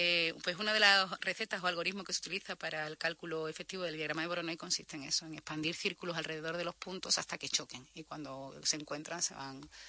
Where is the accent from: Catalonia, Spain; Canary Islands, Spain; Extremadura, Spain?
Extremadura, Spain; Coria; Se lo graba uno de Valladolid y luego lo utilizo yo, que soy de Coria, pues evidentemente hay una pequeña diferencia en el tono.